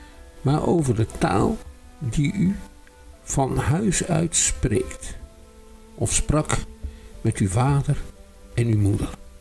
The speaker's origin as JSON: {"language": "Dutch", "region": "South Holland", "country": "Netherlands", "accent": "Rotterdam dialect", "said": "De hele teringzooi is overgenomen door het plat Rotterdams. Dat kan je nou ook aan mij horen."}